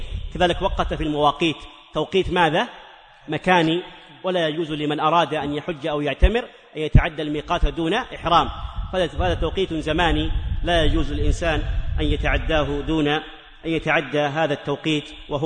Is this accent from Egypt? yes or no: no; Hejaz, Saudi Arabia; وعندنا في الحجاز إلى قريب يطلقون على الحلاق المزين